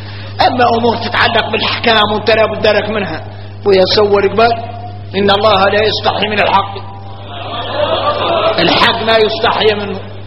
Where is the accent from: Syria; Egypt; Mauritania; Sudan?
Mauritania; عندنا إحنا موريتاني